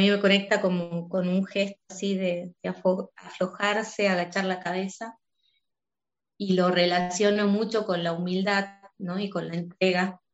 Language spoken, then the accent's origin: Spanish; Salta, Argentina; also born or lived in Tucumán; Yo nací en Salta, en esta provincia. Estudié en otra provincia, en Tucumán. Pensaba radicarme ahí. Una cuestión, también de pareja, una situación difícil me hizo volver a Salta